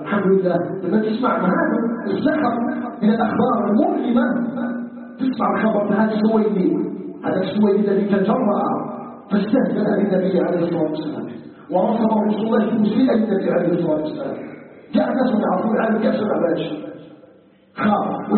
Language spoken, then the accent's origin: Arabic; Algeria; نسأله تبارك وتعالى أن يجعل بلدنا الجزائر بلدا آمنا مطمئنا وسائر بلاد المسلمين